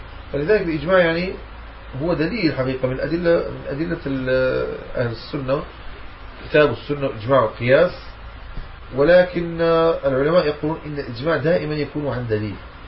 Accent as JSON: {"language": "Arabic", "country": "Morocco", "said": "يعني أنا من المغرب، من المغرب الأقصى"}